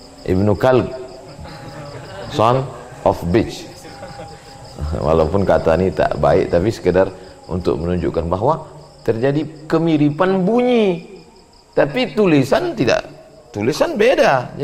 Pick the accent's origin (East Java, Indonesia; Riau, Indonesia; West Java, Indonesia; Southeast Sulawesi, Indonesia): Riau, Indonesia; saya dari Sumatera